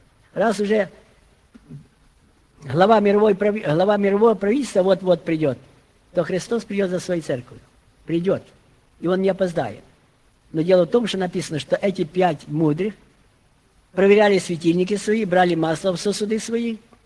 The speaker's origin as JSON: {"language": "Russian", "country": "Ukraine", "said": "я с Украины приехал"}